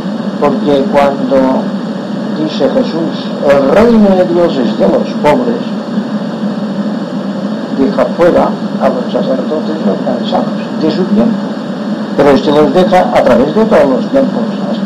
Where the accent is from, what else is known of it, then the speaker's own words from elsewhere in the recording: Inca, Balearic Islands, Spain; born there; soy un mallorquín, nacido en Inca … descendiente de los primeros israelitas que llegaron a Mallorca